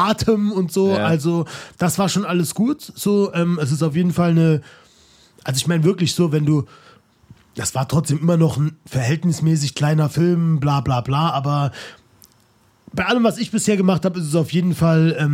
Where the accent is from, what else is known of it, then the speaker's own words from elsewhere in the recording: Saarland, Germany; also born or lived in Hamburg; now in Cologne, Germany; ich bin ja ursprünglich Saarländer, wie du weißt. Mhm. Dann war es seit ein paar Jahren Wahlheimat Hamburger und jetzt momentan Exil im Kölner